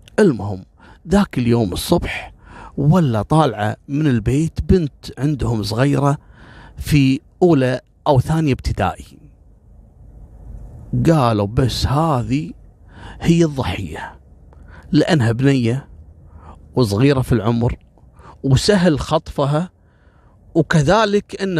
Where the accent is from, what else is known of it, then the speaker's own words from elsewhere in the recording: Kuwait; أنا في قصة صارت عندنا في الكويت في بداية التسعينات